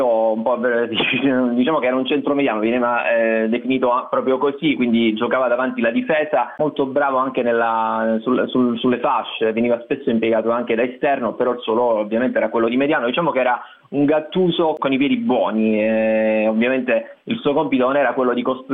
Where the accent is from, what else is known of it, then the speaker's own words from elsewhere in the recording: Cosenza, Calabria, Italy; io sono di Cosenza